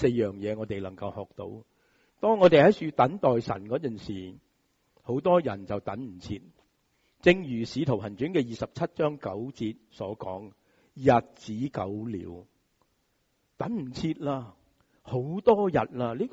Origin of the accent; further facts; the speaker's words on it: Hong Kong; 就是我们香港人所熟悉的台风